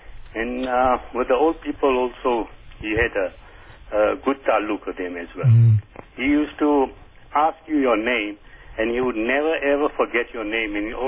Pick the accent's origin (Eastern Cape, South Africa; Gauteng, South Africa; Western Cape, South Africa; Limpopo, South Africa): Gauteng, South Africa; Benoni; I'm originally from Benoni, and I'm now residing in King Ross.